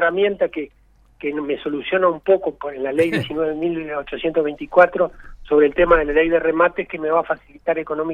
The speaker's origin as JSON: {"language": "Spanish", "region": "Maldonado", "country": "Uruguay", "said": "Yo soy de Maldonado y voy a seguir trabajando para Maldonado."}